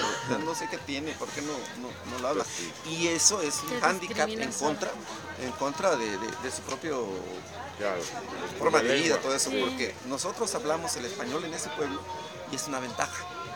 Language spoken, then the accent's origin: Spanish; Oaxaca, Mexico; Entonces, se nos dice que somos costeños, pero ya somos habitantes de la Sierra Sur. Y es un cinturón de pueblos de origen mexicano.